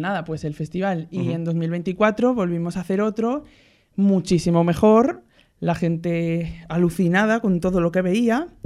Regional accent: Balaclotx, Aragon, Spain; En Balaclotx, Aragón.

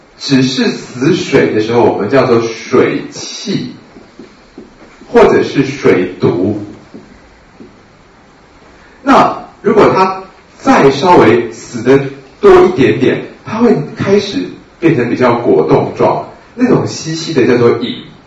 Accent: China; 那我们中国人就是用牡蛎壳

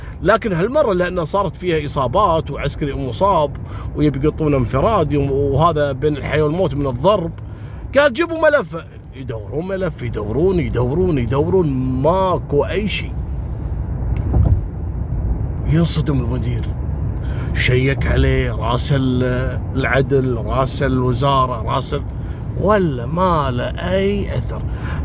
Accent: Kuwait; عندنا في الكويت

